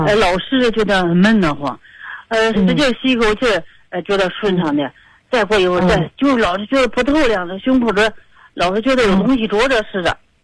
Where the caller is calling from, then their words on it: Beijing, China; 我家是我家是北京的石景山这边的